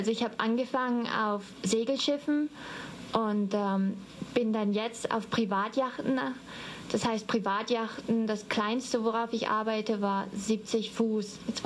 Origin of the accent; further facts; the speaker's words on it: Dortmund, North Rhine-Westphalia, Germany; Also aufgewachsen bin ich in Dortmund, in Nordrhein-Westfalen